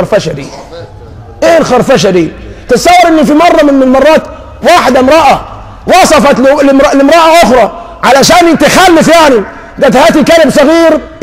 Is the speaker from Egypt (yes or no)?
yes; Egypt; ده دي حالنا كمصريين مسلمين.